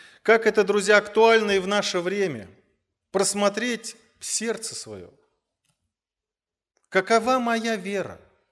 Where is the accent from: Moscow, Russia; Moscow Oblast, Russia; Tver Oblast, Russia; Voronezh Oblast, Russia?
Voronezh Oblast, Russia; Voronezh; переехал обратно в родной город, город Воронеж.